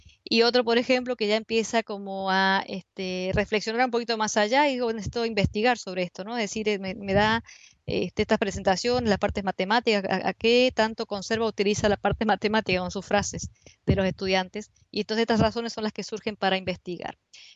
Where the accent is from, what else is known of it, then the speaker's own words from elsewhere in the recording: Argentina; en distintos países ha sido trabajado, sobre todo en Argentina, de donde yo vengo